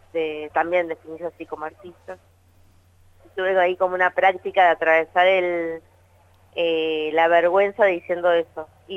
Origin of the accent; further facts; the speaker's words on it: Punta Alta, Buenos Aires Province, Argentina; also born or lived in Bahía Blanca; Yo soy de Bahía Blanca. Va, estudié en Bahía Blanca, pero soy de una ciudad que es cercana a Bahía Blanca, está más Punta Alta. Y así que bueno, viví ahí.